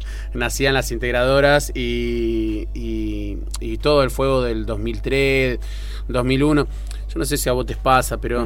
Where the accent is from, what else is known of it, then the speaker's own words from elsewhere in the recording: José C. Paz, Buenos Aires Province, Argentina; No. Nacido y criado José C. Paz. Ajá. Y resistiendo José C. Paz.